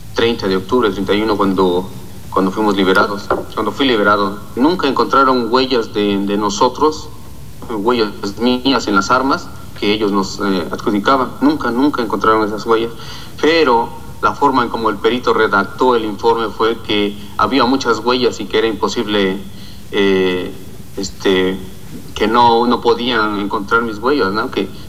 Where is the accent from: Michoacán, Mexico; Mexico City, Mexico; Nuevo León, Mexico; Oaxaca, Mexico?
Oaxaca, Mexico; Nos da coraje todavía que nuestros hijos no puedan disfrutar de nuestro estado, de nuestra gente, de nuestra vida como oaxaqueños.